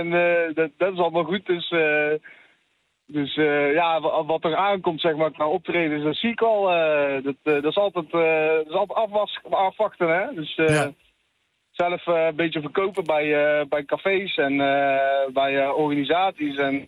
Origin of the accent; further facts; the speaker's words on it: Made, North Brabant, Netherlands; Ik kom zelf uit Maden. Dus ja, daar ligt er een stukje vandaan.